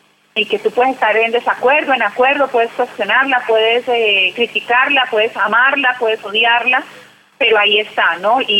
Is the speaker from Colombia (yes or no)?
yes; Colombia; born there; yo soy colombiana de nacimiento.